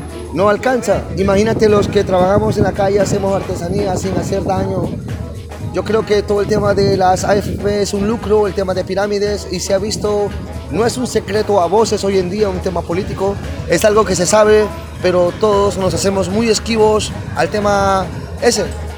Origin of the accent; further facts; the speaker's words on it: Peru; de Perú, soy un artesano de la calle